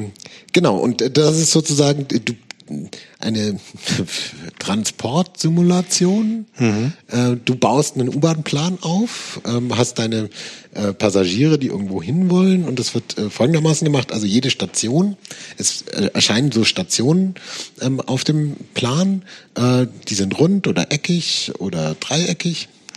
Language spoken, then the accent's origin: German; Nuremberg, Bavaria, Germany; Das ist gar nicht wahr. Ich komme ja aus Nürnberg.